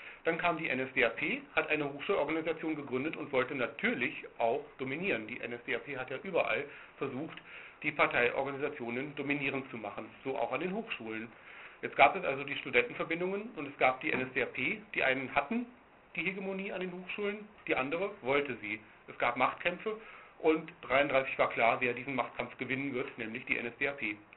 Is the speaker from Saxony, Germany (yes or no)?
no; Cologne, North Rhine-Westphalia, Germany; hier dieser kleine grüne Zipfel, etwas westlich von Köln, wo ich herkomme